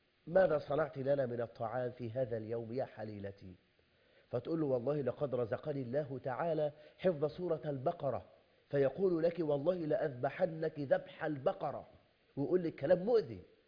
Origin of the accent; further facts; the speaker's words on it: Egypt; بل أنا ببشر حضرتك إن عندنا في مصر